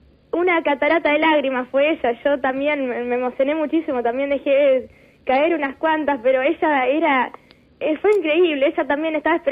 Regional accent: Santa Fe, Argentina; Yo soy de Santa Fe Capital. Fueron 6 horas de viaje.

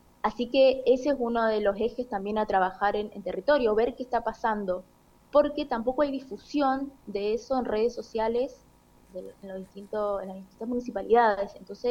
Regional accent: Argentina; nosotros, que somos argentinos

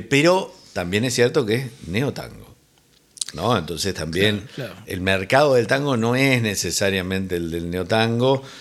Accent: Uruguay; porque somos rioplatenses. Dos, porque además de ser rioplatenses, somos uruguayos

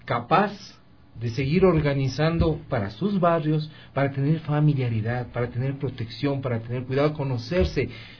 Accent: Quito, Pichincha, Ecuador; soy quiteño. Como dice el chagra, pues soy vivido en Quito, claro.

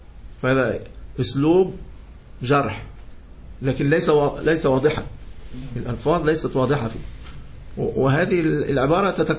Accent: Yemen; لكن في اليمن، أنا من اليمن خلاص

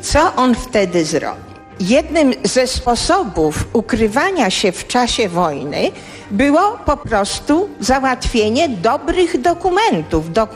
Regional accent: Warsaw, Masovian Voivodeship, Poland; born there; A gdyby tak cofnąć się do początku, to urodziłam się w Warszawie. W Warszawie na warszawskim Żoliborzu.

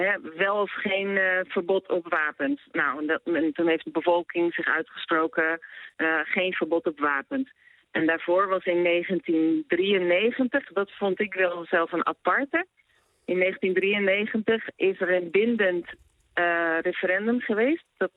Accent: Netherlands; now in Brazil; Nee, wat ik merk, ik ben zelf geen Braziliaan, ik ben Nederlander.

